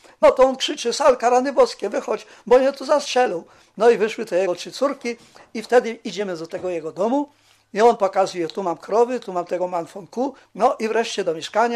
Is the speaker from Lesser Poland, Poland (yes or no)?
yes; Poronin, Lesser Poland, Poland; born there; Urodziłem się w Poroninie w 1926 roku na wiosnę w góralskiej chałupie, nie będąc góralem, ale przybyszem.